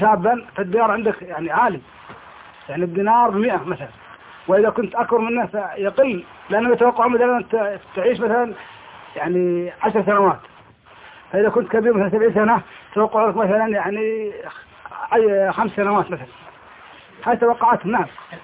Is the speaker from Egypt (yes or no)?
no; Kuwait; بالنسبة عندنا في الكويت